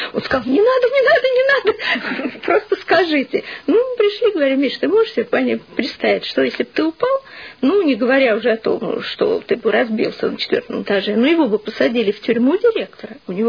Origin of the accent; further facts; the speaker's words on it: Moscow, Russia; мы, ну, как все коренные москвичи, в общем-то, жили в коммуналке.